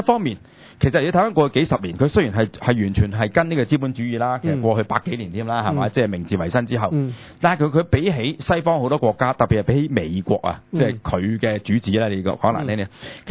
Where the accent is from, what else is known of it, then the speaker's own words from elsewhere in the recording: China; 但系我哋中国人咧就好滑头嘅